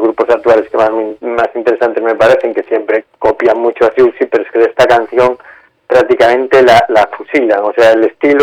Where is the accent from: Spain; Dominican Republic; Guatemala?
Spain; Galicia; soy un gallego y como buen gallego voy a empezar con una pregunta.